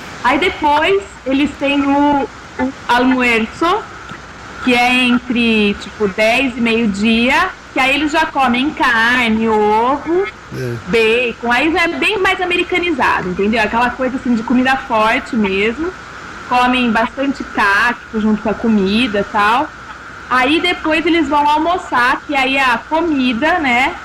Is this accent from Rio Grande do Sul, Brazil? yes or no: no; Ribeirão Preto, São Paulo, Brazil; now in São Paulo, Brazil; Não, eu sou de Ribeirão Preto, né?